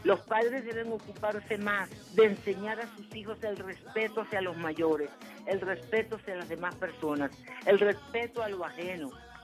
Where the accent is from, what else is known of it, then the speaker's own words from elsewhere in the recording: Venezuela; como venezolana de esta tierra que amo